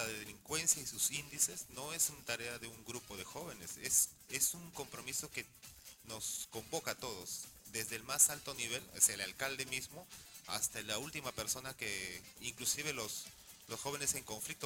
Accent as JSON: {"language": "Spanish", "region": "Callao", "country": "Peru", "said": "trabajar en el Callao es un desafío, y eso lo digo siendo chalaco."}